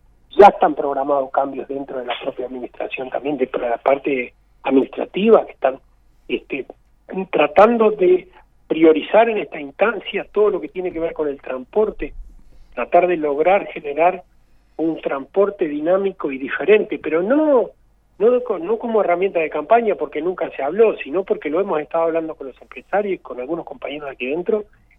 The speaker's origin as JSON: {"language": "Spanish", "region": "Maldonado", "country": "Uruguay", "said": "Yo soy de Maldonado y voy a seguir trabajando para Maldonado."}